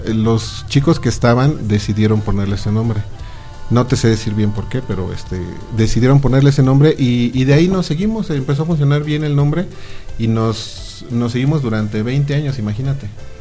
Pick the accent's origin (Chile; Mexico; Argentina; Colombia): Mexico; Chalco, State of Mexico; Venimos de Chalco, Estado de México, la hermana república de Chalco.